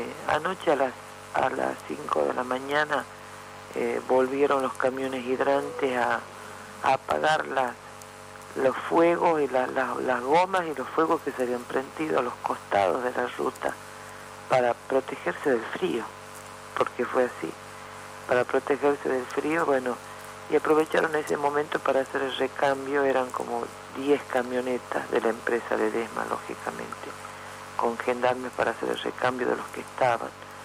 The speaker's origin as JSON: {"language": "Spanish", "town": "Ledesma", "region": "Jujuy", "country": "Argentina", "tie": "born or raised there", "said": "Lo digo yo porque yo soy de acá, de Ledesma. Yo soy de Ledesma, he vivido toda mi vida acá. En este momento estoy en San Salvador de Jujuy por mi función gremial, pero tengo toda mi familia acá."}